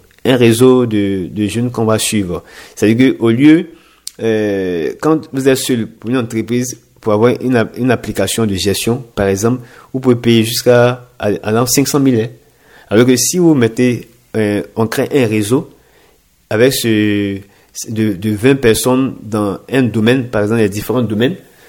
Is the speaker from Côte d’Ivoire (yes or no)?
yes; Côte d’Ivoire; en tant qu'Ivoirien, en tant que résident en Côte d'Ivoire